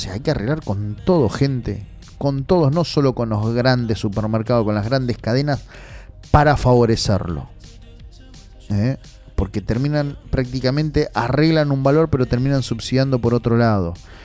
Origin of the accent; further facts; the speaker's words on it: Quilmes, Buenos Aires Province, Argentina; Especialmente a los de Quilmes. A todos, a mi pueblo, ¿no?